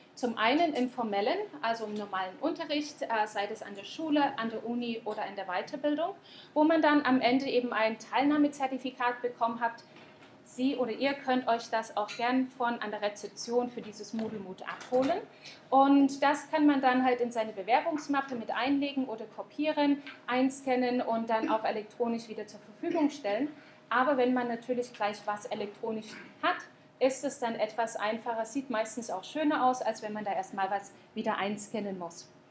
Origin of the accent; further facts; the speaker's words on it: Saxony, Germany; now in New Zealand; normalerweise komme ich zwar aus Sachsen, aber ich bin dann nach Neuseeland gezogen